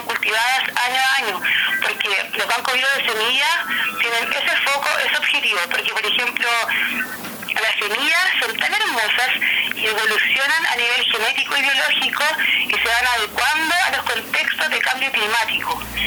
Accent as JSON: {"language": "Spanish", "town": "Temuco", "region": "Araucanía", "country": "Chile", "lives_now": "Patagonia, Chile", "said": "como yo soy de Hualmapu, de Temuco, pero el año pasado tuve la invitación de irme para Patagonia"}